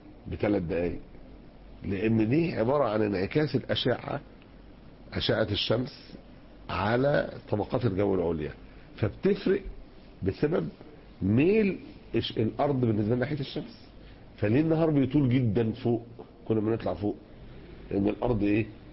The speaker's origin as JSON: {"language": "Arabic", "country": "Egypt", "said": "عندنا في مصر اتعملت لجنة"}